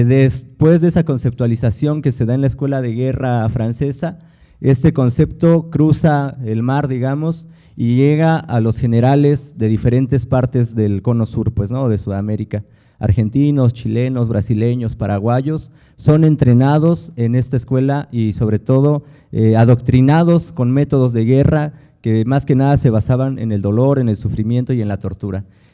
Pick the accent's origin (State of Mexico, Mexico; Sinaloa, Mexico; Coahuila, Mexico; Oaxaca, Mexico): Oaxaca, Mexico; Nosotros venimos de Oaxaca.